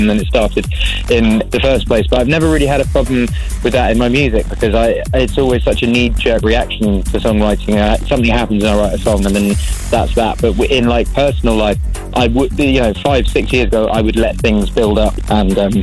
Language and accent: English; England, United Kingdom; I'm English, so we always would be like, yeah, fine, everything's fine.